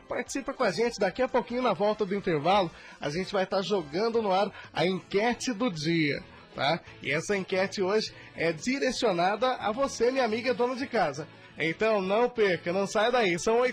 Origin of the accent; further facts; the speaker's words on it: Fortaleza de Minas, Minas Gerais, Brazil; lá em Fortaleza de Minas, lá na minha terra, né?